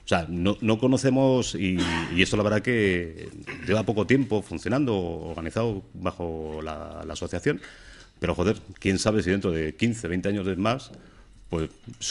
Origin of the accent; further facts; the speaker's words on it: Madrid, Community of Madrid, Spain; encima somos de Madrid y luego después de Vallecas